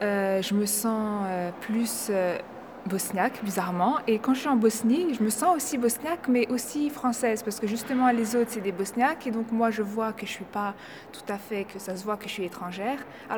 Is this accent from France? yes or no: yes; France; born there; J'aime les deux, mais j'ai quand même une préférence un peu plus pour le bosniaque, même si le français, je le parle quand même mieux que le bosniaque, vu que je suis née en France et que j'étudie en France